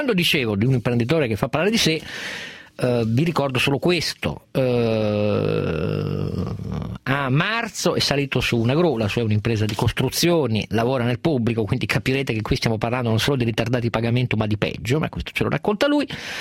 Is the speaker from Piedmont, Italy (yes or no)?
yes; Piedmont, Italy; moved away; lo dico da piemontese trapiantato altrove